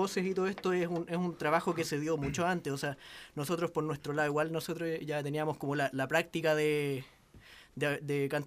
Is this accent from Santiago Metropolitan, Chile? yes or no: yes; La Florida, Santiago Metropolitan, Chile; soy de la Florida, por si algo importa.